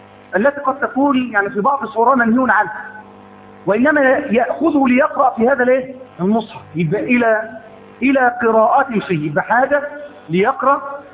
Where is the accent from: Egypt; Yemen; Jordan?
Egypt; ليس عندنا إماء في مصر؟